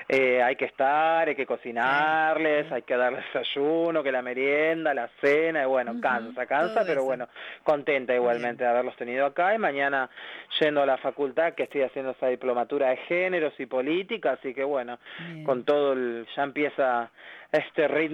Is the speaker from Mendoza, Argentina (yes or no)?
no; La Matanza, Buenos Aires Province, Argentina; Acá yo soy de La Matanza